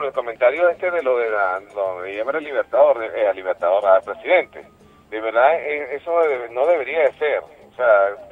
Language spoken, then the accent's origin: Spanish; Venezuela; lo digo como venezolano y como revolucionario